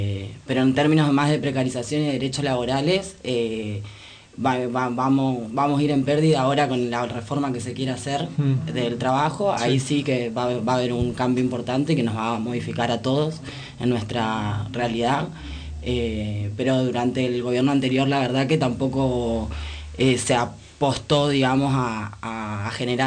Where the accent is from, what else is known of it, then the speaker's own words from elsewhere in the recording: Misiones, Argentina; Yo soy de Misiones y me interesaba como toda la cuestión de allá